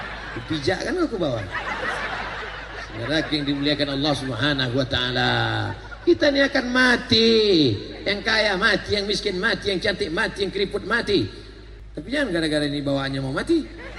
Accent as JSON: {"language": "Indonesian", "region": "West Sumatra", "country": "Indonesia", "said": "Saya bukan orang Melayu Pak Ustaz. Saya orang Minangkabau."}